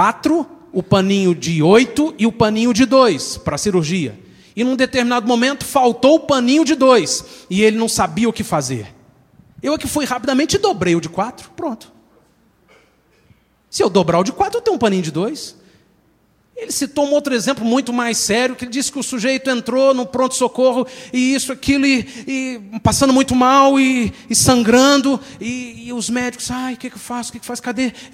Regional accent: Brazil; Mas nós temos na nossa cultura uma qualidade maravilhosa como brasileiros, que é a do improviso. Nós somos muito feras no improviso.

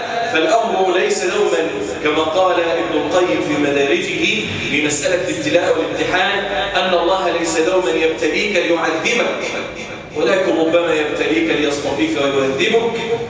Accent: Egypt; وأن يجعل بلدنا مصر أمن الأمان سخاء رخاء

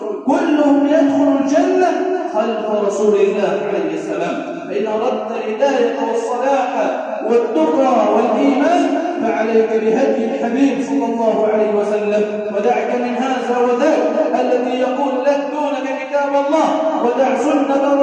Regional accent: Egypt; اللهم اجعل بلدنا مصر سخاء رخاء أمنا أمانا

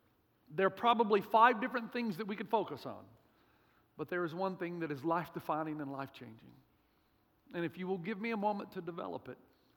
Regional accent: Tennessee, United States; also born or lived in Africa; And I'm from Tennessee.

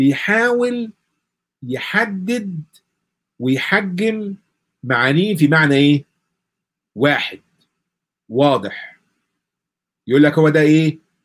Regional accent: Egypt; وعندنا في مصر مثلا تنظيميا ده قبل المملكه العربيه السعوديه وقبل الكلام ده كله

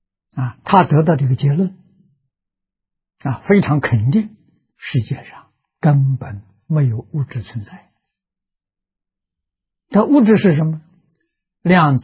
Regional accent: China; 我们中国人讲道德

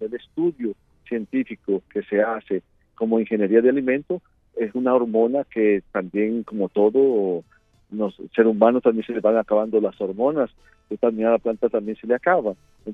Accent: Venezuela; now in Brazil; yo soy venezolano, mantengo 31 años en el Brasil

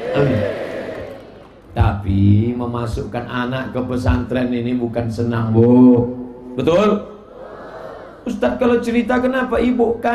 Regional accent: Riau, Indonesia; Saya dari Riau

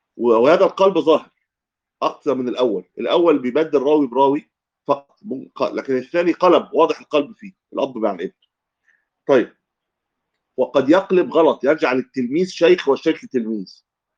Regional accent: Egypt; حتى لما العوام عندنا في مصر يعني لما يغلط يقول يا عم أنا غلطت في

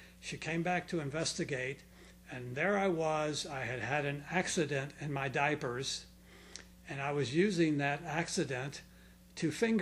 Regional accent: Clearwater, Florida, United States; I'm from here. I'm from Clearwater.

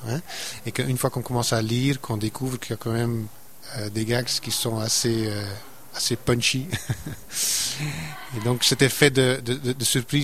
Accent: Flanders, Belgium; accent: Flemish; first language Dutch; French is a second language; comme je suis un flamand, d'où mon accent d'ailleurs, je suis un néerlandophone à la base

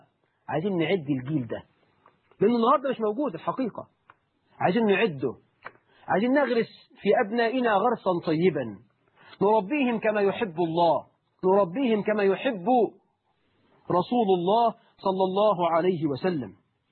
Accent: Egypt; أنتوا عارفين إحنا كمصريين بنتكلم كل سنة في المحمول بكام؟

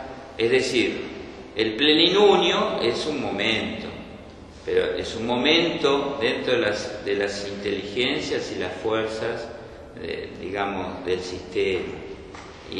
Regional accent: Bernal, Buenos Aires Province, Argentina; Yo soy de Bernal. Por eso no quiero decir que soy bernalista.

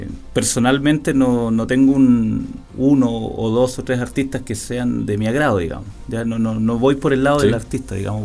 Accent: Panguipulli, Los Ríos, Chile; cuando yo me vine de Panguipulli a Valdivia, me vine a un hogar universitario.

